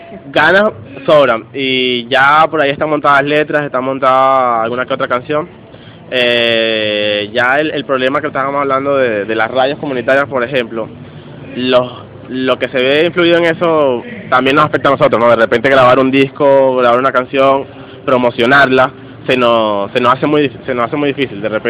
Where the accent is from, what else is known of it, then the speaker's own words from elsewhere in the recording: Venezuela; afloran cosas que de repente como venezolanos estábamos acostumbrados